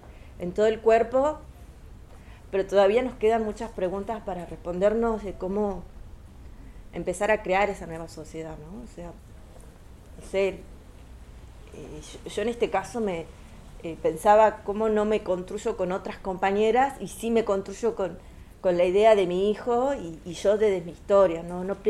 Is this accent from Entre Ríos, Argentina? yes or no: no; Tucumán, Argentina; porque yo vengo de Tucumán, que todo es verde, todo es árbol, todo otra naturaleza